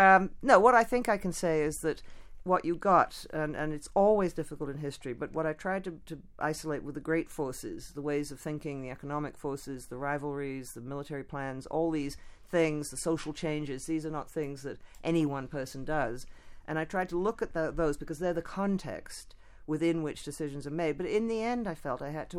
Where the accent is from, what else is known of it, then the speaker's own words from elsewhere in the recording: Canada; born there; and I was born in Canada.